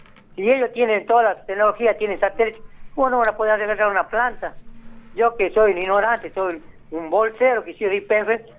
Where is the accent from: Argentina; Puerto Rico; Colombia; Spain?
Argentina; Yo soy seré piquetero, pero soy patriota, soy argentino.